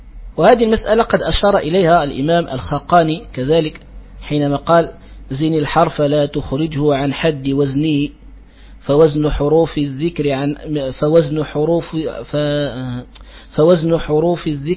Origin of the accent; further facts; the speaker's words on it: Morocco; وهكذا ينطقها يعني بعض الجهات عندنا في المغرب قريبة من التاء